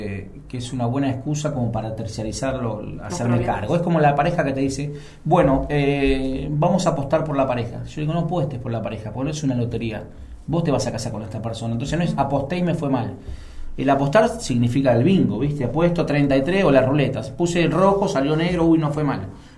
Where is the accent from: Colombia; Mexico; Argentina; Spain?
Argentina; Yo como sociedad argentina, y me hago cargo también